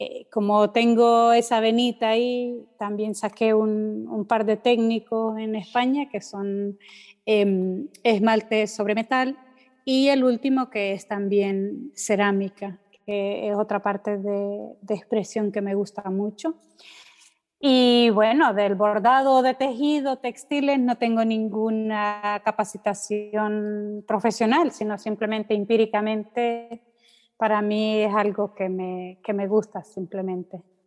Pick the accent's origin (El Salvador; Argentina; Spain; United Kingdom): El Salvador; El Salvador, y … soy salvadoreña porque nací aquí, pero me considero ciudadana del mundo.